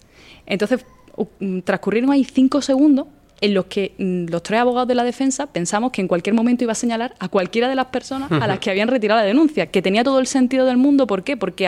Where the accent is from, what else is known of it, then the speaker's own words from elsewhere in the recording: Spain; Yo soy española porque la ley dice que son españoles los hijos de padre y madre español, y mi padre es español, pero mi madre no es española, es de Nicaragua.